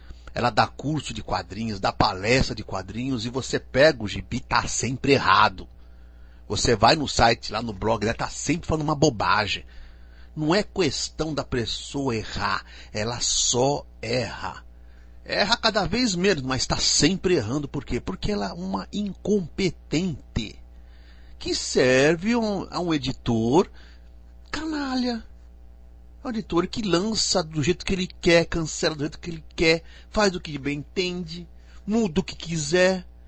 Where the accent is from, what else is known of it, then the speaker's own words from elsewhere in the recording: Araraquara, São Paulo, Brazil; Nossa, eu passei minha infância em Araraquara. Maravilhosa, adoro Araraquara. Se bem que decaiu muito, né?